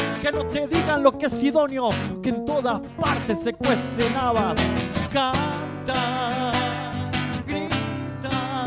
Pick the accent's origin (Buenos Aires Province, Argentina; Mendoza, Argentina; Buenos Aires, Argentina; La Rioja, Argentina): La Rioja, Argentina; Somos de La Rioja y nos hemos enterado hace poco, ¿cierto? En San Antonio. San Antonio de hace unos 5 o 6 años de que éramos compañeros de la primaria. Yo cumplo 42 ahora en febrero.